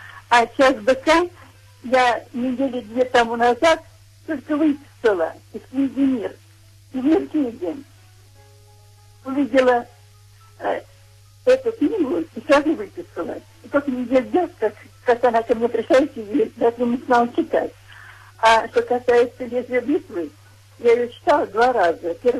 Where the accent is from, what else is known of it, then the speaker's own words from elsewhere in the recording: Moscow, Russia; born there; moved away; Я вообще родилась в Москве, знаем отлично. А сейчас в Мурманской области живу.